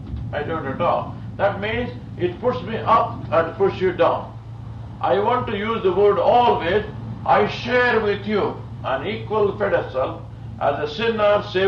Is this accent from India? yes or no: yes; India; So I have not come here from India to teach you something. I came from India to give you something.